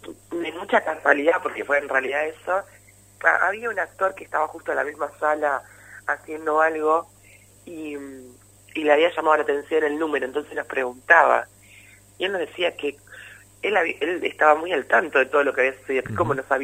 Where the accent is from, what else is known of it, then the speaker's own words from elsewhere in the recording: San Pedro, Buenos Aires Province, Argentina; nosotros que somos de San Pedro lo sabemos muy bien